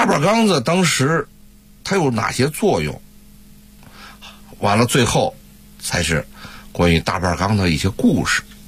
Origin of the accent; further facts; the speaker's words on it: Beijing, China; accent: Beijing dialect; 就我们北京话说就是那种劲头。